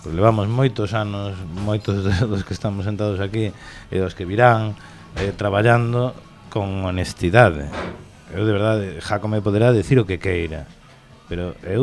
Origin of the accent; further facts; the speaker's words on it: A Coruña, Galicia, Spain; born there; also born or lived in Ourense; escribo con total honestidade como ourensán que son. Inda que non, inda que sexa Coruña desde nacemento, bueno, xa estou convalidado.